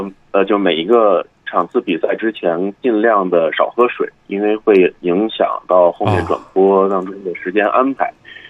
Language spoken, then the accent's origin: Chinese; China; 其次就是作为一个中国人，很少有人说从小到大没有接触过乒乓球的